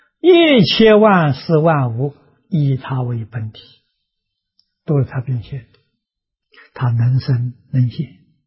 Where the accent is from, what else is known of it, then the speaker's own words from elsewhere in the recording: China; 我们中国人在五伦里面讲父子有亲